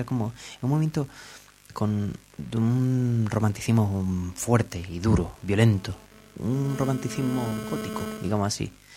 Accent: Cádiz, Andalusia, Spain; born there; accent: Cádiz; como yo tengo este acento extraño que todo es gracioso, me hubiera gustado nacer en León y tener un acento de persona, pero no, nací en Cádiz y tengo acento de chiste

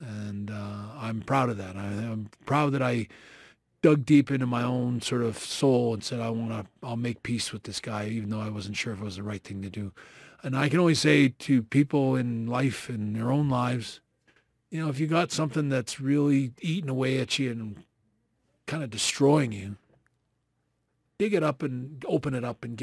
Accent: Canada; me being Canadian

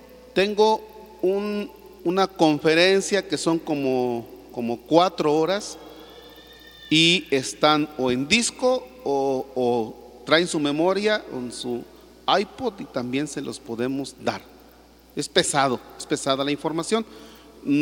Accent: Mexico; muchos que en estos días andamos en la peregrinación, no necesariamente estamos siendo buenos mexicanos.

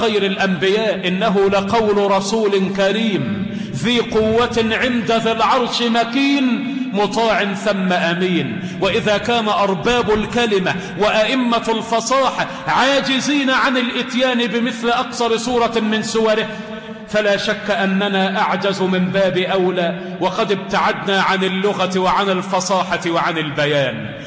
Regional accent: Egypt; اللهم احفظ بلدنا مصر من أيدي العابثين ومن نفاق المنافقين

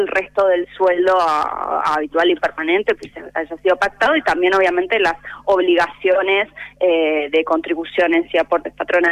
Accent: Buenos Aires, Argentina; born there; yo nací en Capital, pero bueno, toda mi familia es de Berizo

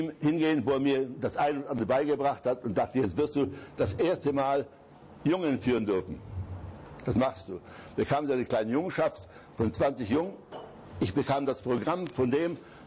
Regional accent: Zabrze, Silesian Voivodeship, Poland; Beuthen liegt von Hindenburg, von meiner Heimat, immerhin 15 Kilometer entfernt.

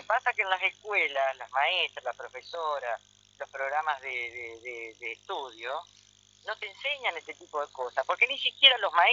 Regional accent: Argentina; ¿Por qué no tenemos conciencia de quiénes somos los argentinos?

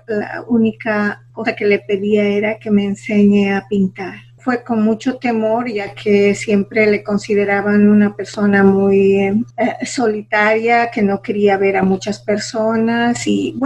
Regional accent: Ecuador; ser una mujer rural de donde vengo

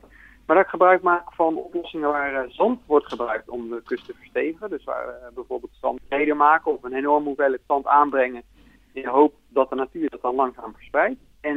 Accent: Netherlands; Nou ja, het is een onderwerp waar we als Nederlanders eigenlijk als geen ander bekend om zijn.

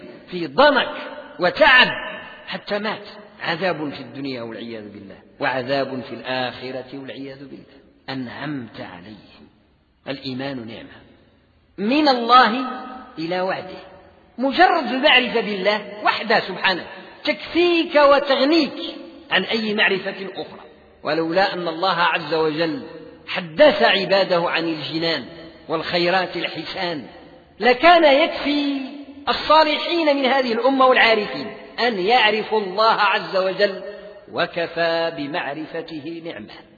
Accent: Morocco

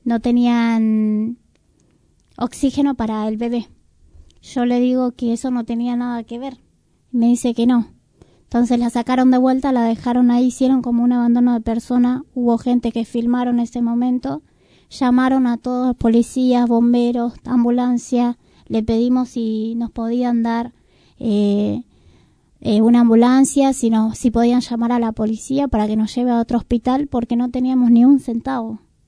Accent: Paraguay; now in Argentina; Yo también soy paraguaya.

